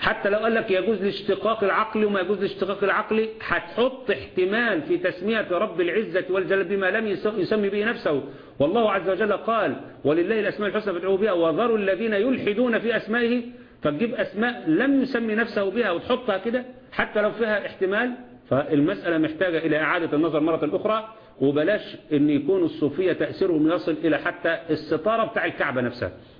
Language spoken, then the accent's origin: Arabic; Egypt; اللي احنا عندنا في مصر في اسم